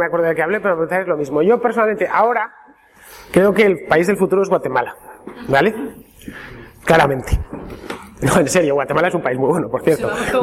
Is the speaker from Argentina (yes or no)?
no; Castile, Spain; por lo menos para los que somos de Castilla.